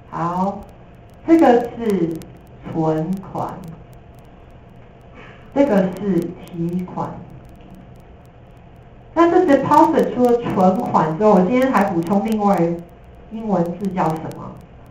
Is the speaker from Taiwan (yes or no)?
yes; Taiwan; 我们台湾人很多人爱讲英文